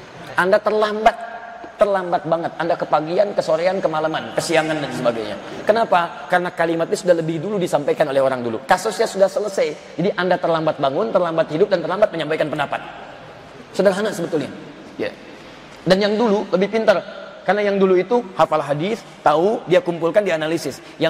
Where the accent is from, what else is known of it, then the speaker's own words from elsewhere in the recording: Serang, Banten, Indonesia; Saya dari Serang.